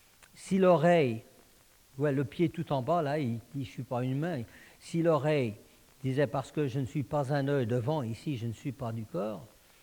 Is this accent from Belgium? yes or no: no; Paris, Île-de-France, France; born there; Moi, je suis né en France, à Paris, et ma nationalité est française